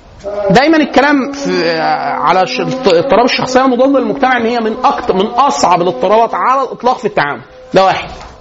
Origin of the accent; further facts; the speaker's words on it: Egypt; سلوكنا إحنا كسلوك كمصريين عموما